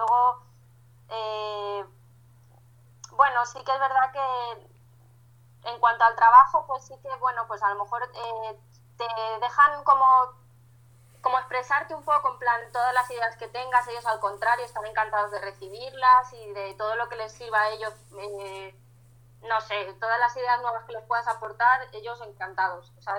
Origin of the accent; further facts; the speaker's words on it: Spain; de España, pues los españoles somos sangría, oles, sevillanas